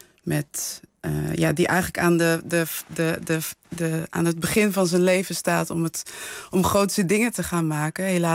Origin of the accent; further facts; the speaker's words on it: Netherlands; Ik ben hier geboren en getogen. Ik ben grootgebracht in Nederland. Maar wel met verhalen over Surinaamse helden